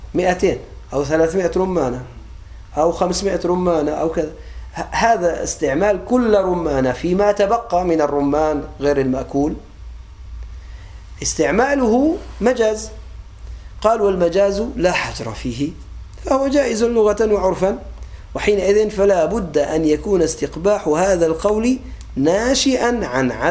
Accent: Aleppo, Aleppo Governorate, Syria; accent: Aleppine; يعني بعض الأولاد عندنا على لهجتنا الحلب

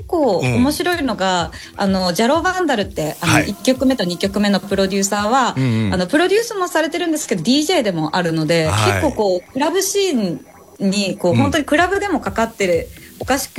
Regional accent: Kansai, Japan; 関西人ですから。

